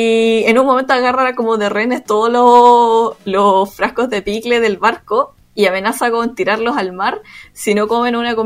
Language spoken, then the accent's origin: Spanish; South Korea; soy coreana, todos lo hacemos picle también